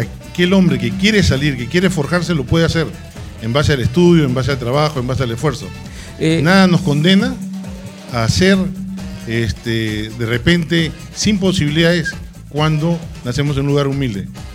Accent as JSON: {"language": "Spanish", "town": "Bellavista", "region": "Callao", "country": "Peru", "tie": "born or raised there", "said": "yo nací en el Callao, nací en Bellavista, en la maternidad de Bellavista, el 1 de abril de 1959, he estudiado de transición en el Colegio San Antonio Marianista de Bellavista, y sigo viviendo en el Callao, soy un chalaco que he vivido y sigo viviendo en el Callao."}